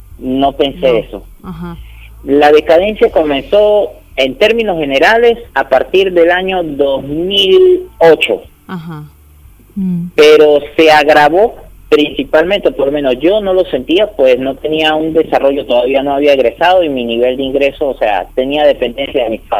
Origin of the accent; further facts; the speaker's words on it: San Cristóbal, Táchira, Venezuela; Uno vive en mi ciudad natal, San Cristóbal, que eso es frontera con Colombia, uh-huh, en el estado Táchira.